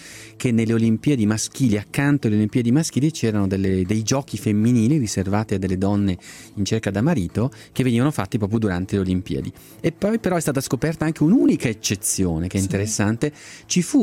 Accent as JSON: {"language": "Italian", "town": "Bergamo", "region": "Lombardy", "country": "Italy", "said": "non posso non raccontarti essendo bergamasco"}